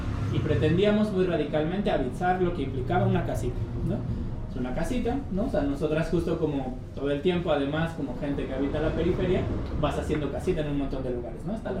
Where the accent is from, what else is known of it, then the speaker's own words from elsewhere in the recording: Xochimilco, Mexico City, Mexico; nosotros somos del pueblo de Santiago Tepalcatlalpan, en Xochimilco